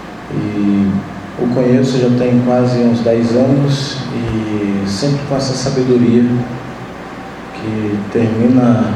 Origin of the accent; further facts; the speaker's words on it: Roraima, Brazil; eu sou de Roraima, como o Célio já falou, lá da reserva Raposa Serra do Sol, parte do meu povo mora lá, nós somos mais ou menos 13 mil indígenas